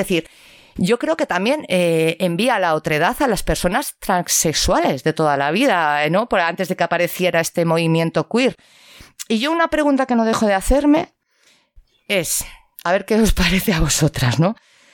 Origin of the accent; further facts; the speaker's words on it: Valencian Community, Spain; moved away as an adult; now in Bilbao, Spain; Yo soy valenciana, no soy de aquí, yo llevo 5 años en Euskal Herria.